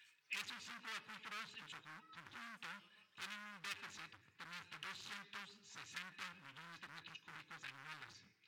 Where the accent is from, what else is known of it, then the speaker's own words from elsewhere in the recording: Canada; now in Mexico; soy originalmente de Canadá. Ya tengo muchos años viviendo aquí en México. Ya tengo la ciudadanía mexicana a través del proceso de naturalización.